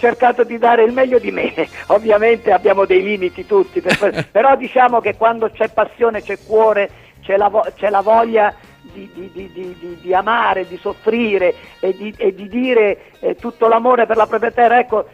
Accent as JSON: {"language": "Italian", "town": "Avellino", "region": "Campania", "country": "Italy", "said": "la canzone … che avevo dedicato alla mia terra, alla mia città, alla mia regione, al capoluogo di provincia"}